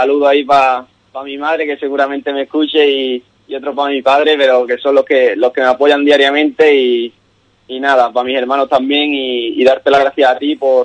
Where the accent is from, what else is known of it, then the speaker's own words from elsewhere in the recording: Ubrique, Andalusia, Spain; Ubrique es mi pueblo y vamos, aquí todo el rayo sabe que soy de Ubrique